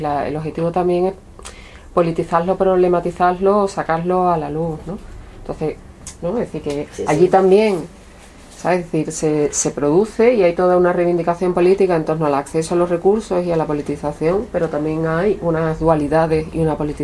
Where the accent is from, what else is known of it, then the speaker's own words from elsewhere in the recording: Andalusia, Spain; que nos siguen mirando como andaluces con desprecio cuando salimos de despeñeperros casi